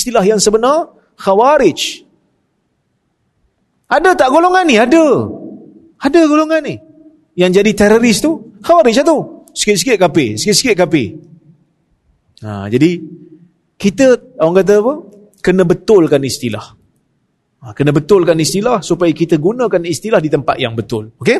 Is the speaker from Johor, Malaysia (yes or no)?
no; Perak, Malaysia; Saya pun orang luar. Saya orang Perak.